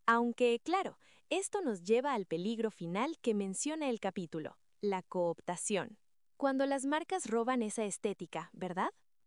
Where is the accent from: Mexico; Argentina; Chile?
Mexico; Tú y yo somos de México